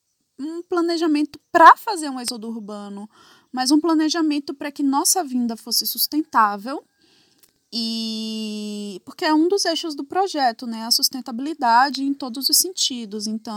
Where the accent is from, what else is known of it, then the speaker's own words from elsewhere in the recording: Salvador, Bahia, Brazil; acabei saindo do Brasil, morava em Salvador, né, aqui. Sou de Salvador, morava em Salvador e saí de Salvador e fui para metrópoles aí do mundo.